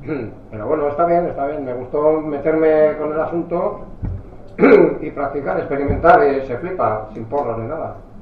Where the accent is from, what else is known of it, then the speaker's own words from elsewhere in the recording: Galicia, Spain; born there; aunque soy gallego de nacimiento, lo veo un poco desde el punto de vista vasco.